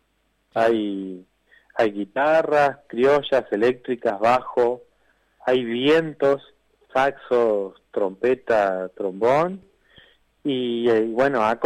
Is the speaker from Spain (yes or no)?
no; Entre Ríos, Argentina; soy oriundo de Entre Ríos.